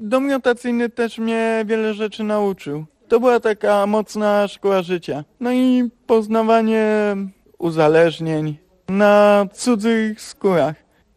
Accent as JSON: {"language": "Polish", "town": "Szczecin", "region": "West Pomeranian Voivodeship", "country": "Poland", "said": "mam 35 lat i pochodzę ze Szczecina."}